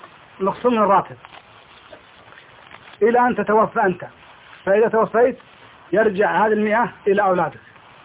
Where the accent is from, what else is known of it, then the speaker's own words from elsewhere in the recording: Kuwait; بالنسبة عندنا في الكويت